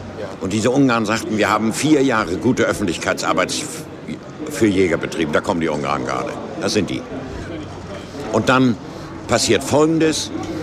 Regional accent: Germany; Aber wir sind Deutsche und die Germanen haben eine eigenartige Mentalität.

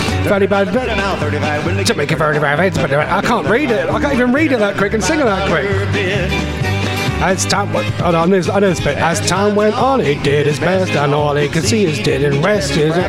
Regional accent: East of England, United Kingdom; accent: Norfolk; And with my stupid Norfolk accent, it sounds 10 times worse as well.

